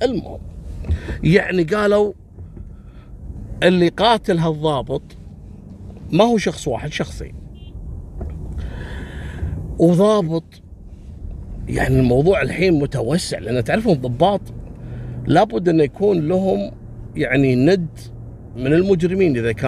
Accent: Kuwait; وإلى اليوم موجود في السجن المركزي عندنا في الكويت.

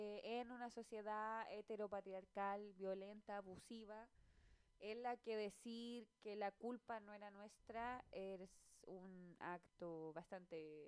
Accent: Valparaíso, Chile; por si alguien es de otro lugar, somos de Valparaíso

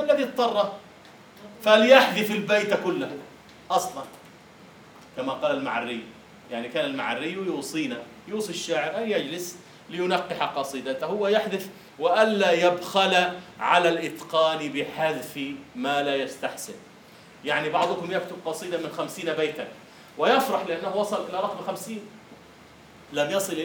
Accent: Egypt; يسمونه عندنا في مصر أهل الخطوة

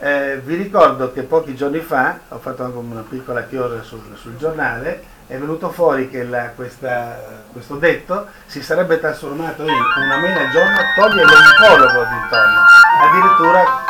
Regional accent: Trieste, Friuli-Venezia Giulia, Italy; Uno degli autori di questo io, Triestino Doc

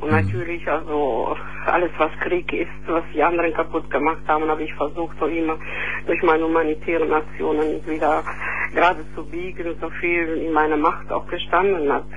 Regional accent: Matera, Basilicata, Italy; now in Neuss, Germany; Ich komme aus der zweitälteste Stadt Italien, Matera. Das sind gerade 2000 Kilometer von Neuss bis dorthin.

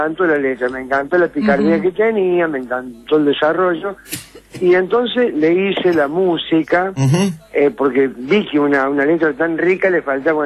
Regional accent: Río Cuarto, Córdoba, Argentina; Soy cordobés, soy de Río Cuarto.

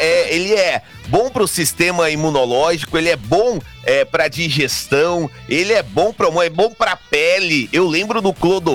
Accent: Goiânia, Goiás, Brazil; Falei, gente, eu sou de Goiânia.

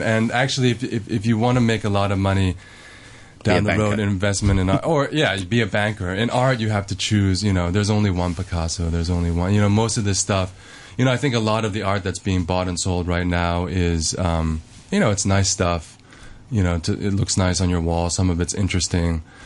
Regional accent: New York, United States; also born or lived in Hong Kong; I was born in New York.

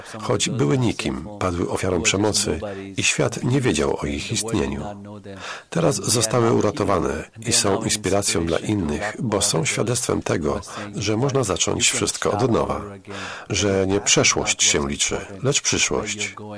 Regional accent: India; Ponieważ pochodzę z Indii, jeżdżę także tam.

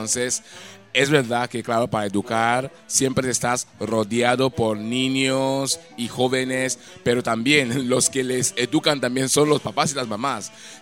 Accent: Nigeria; Spanish is a second language; en Nigeria, mi país de origen, la verdad es que formé parte de las grandes compañías de danza y del teatro

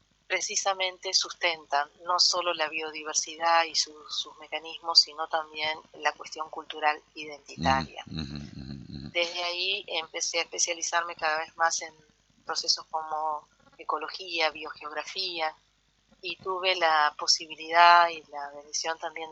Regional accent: Concordia, Entre Ríos, Argentina; mientras estudiaba el profesorado de biología en Concordia, yo soy de Concordia

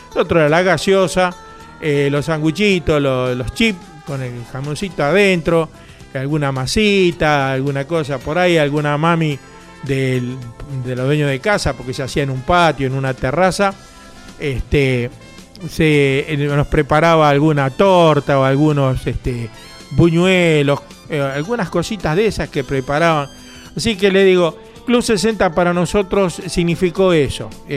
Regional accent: Bernal, Buenos Aires Province, Argentina; also born or lived in Quilmes; Yo siempre nací en Quilmes, pero la mayoría de mi vida pasó en Bernal, y está pasando en Bernal.

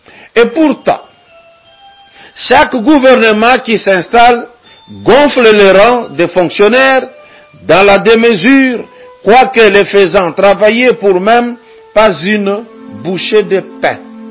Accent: DR Congo; L'Européen, pour mieux vivre, il vient puiser de la richesse chez nous au Congo.

